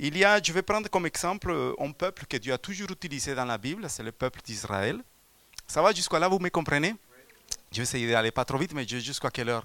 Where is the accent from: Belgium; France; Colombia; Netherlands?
Colombia; je viens de la Colombie, donc c'est vrai que mon passé n'a pas été toujours dans la bonne voie.